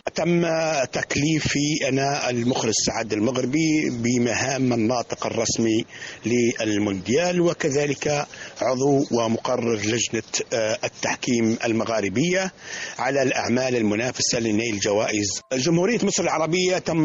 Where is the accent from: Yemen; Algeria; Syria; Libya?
Libya; القطر المصري الشقيق الحبيب الذي نحن نعتبره البلد الثاني لنا كليبيين